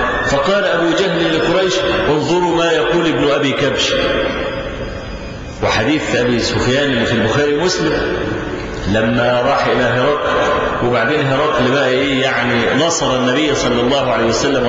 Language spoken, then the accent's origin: Arabic; Egypt; إحنا عندنا في مصر